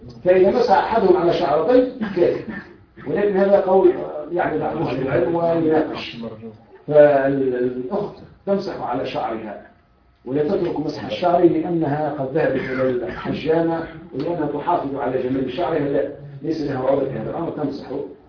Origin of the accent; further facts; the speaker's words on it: Tunisia; المرجع الأساسي والوحيد للتشريع في بلدنا تونس